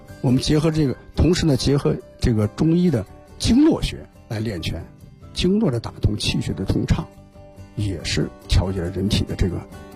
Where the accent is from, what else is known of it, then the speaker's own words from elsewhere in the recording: China; 所以我觉得作为我们中国人呢一定要了解了解行云拳